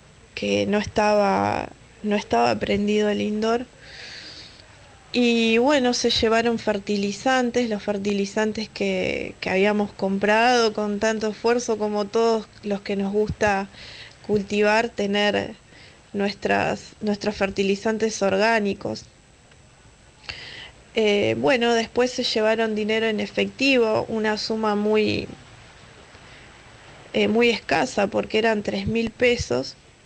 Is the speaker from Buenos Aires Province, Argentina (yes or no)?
yes; Mar de Ajó, Buenos Aires Province, Argentina; born there; Yo soy nacida en Mar de Ajó